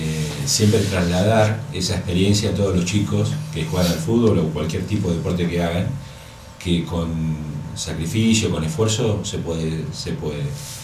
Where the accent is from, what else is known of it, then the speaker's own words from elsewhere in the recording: General Alvear, Argentina; Yo me siento de General Alvear. Cuando me preguntan de dónde sos, soy de General Alvear. Y bueno, las raíces tiran.